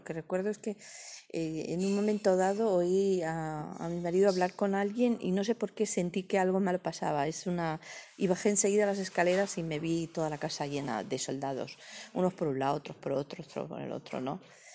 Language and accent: Spanish; Spain; Muchas veces los españoles solemos despreciar mucho nuestros mismas.